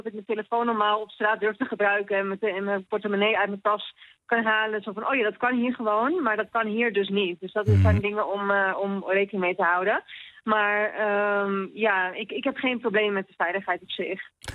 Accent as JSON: {"language": "Dutch", "country": "Netherlands", "said": "En ik kom uit een heel klein dorp."}